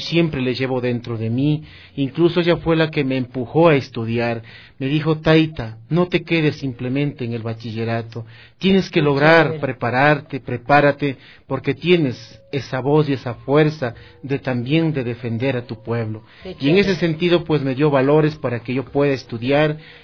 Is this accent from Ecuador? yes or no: yes; Huangopolo, Pichincha, Ecuador; yo soy de aquí, de las parroquias rurales del Cantón Quito. La parroquia mía es Huangopolo, mi tierra del cedazo, del arte, de la artesanía, es un pueblo maravilloso